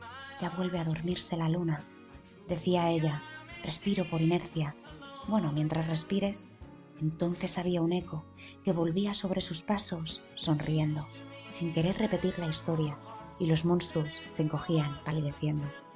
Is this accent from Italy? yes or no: no; Madrid, Community of Madrid, Spain; de Madrid.